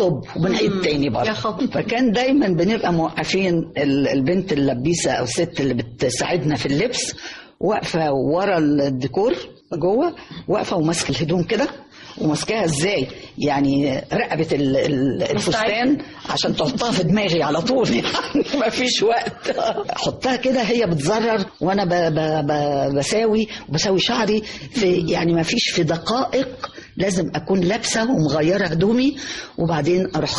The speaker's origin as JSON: {"language": "Arabic", "country": "Egypt", "said": "إنه إحنا كمصريين طبعا كنا أساس الفن العربي"}